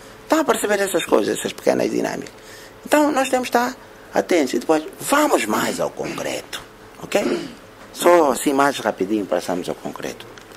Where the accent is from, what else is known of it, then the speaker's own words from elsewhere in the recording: Angola; Somos tão influenciáveis nós, os angolanos, né?